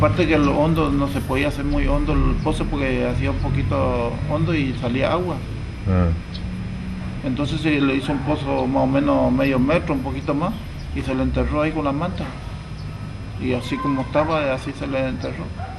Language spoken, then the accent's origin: Spanish; San Miguel, Argentina; De San Miguel también.